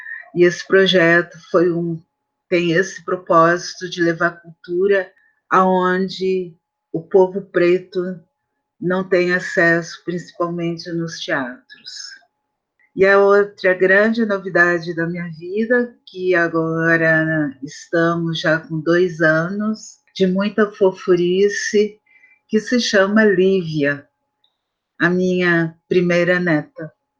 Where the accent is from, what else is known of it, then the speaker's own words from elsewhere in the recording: Porto Alegre, Rio Grande do Sul, Brazil; born there; nasci em Porto Alegre, capital do Rio Grande do Sul